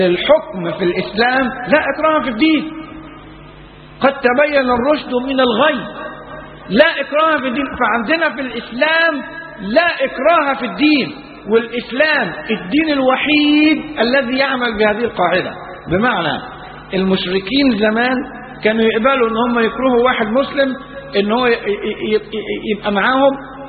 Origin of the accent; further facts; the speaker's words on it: Egypt; النهاردة يعني احنا في بلدنا مصر ما كناش نشوفوا